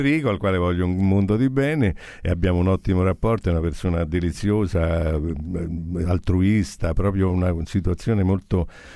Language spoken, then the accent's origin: Italian; Rome, Lazio, Italy; accent: Roman; Ma guardi che io sono romano pure, io parlo solo romano, sto a fare una fatica per parlare italiano.